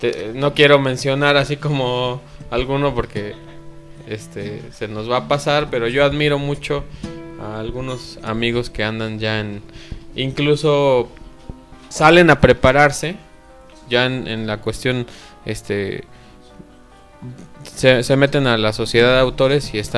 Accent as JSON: {"language": "Spanish", "region": "Mexico City", "country": "Mexico", "lives_now": "Pachuca, Mexico", "said": "yo vengo del DF."}